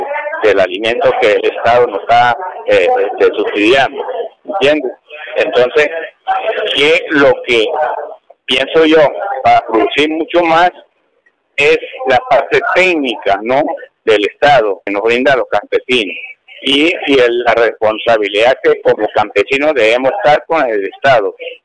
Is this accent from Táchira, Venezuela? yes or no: yes; Ceboruco, Táchira, Venezuela; nosotros somos de Ceboruco